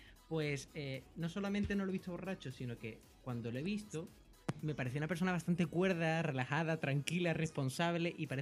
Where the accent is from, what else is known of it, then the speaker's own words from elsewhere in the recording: Rota, Andalusia, Spain; estaba yo trabajando en una comunión de rota de mi pueblo